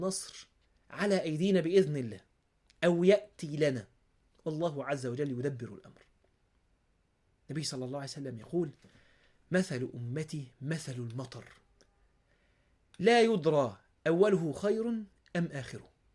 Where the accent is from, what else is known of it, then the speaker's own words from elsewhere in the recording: Egypt; ماشي في المول عندنا في مصر